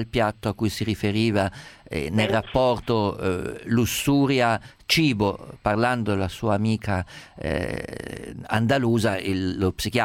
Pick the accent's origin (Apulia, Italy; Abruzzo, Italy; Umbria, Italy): Umbria, Italy; io sono umbro, le dico, la preparazione dei cappelletti, che era la minestra natalizia delle mie parti